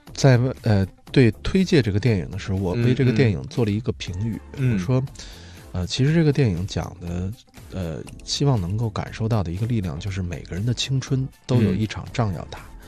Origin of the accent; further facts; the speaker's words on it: China; 也是觉得我们中国人可能拖不垮打不烂的一个根本原因